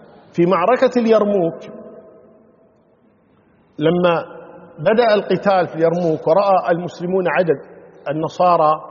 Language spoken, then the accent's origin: Arabic; Kuwait; يعني عندنا في الكويت معروف مثلا نتكلم نقول حرام ها زرام